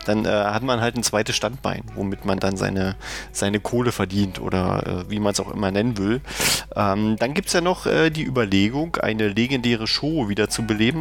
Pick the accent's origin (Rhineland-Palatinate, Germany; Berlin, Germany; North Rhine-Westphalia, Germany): Berlin, Germany; Also zum Beispiel hier als Berliner muss man